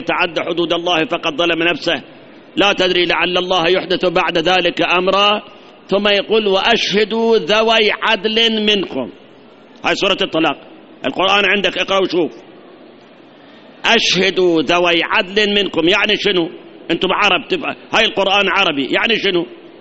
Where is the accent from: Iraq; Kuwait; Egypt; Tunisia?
Iraq; احنا فت شهرين ثلاثة صار عندنا جفاف، هاي عندنا بالعراق بعد صار عندنا جفاف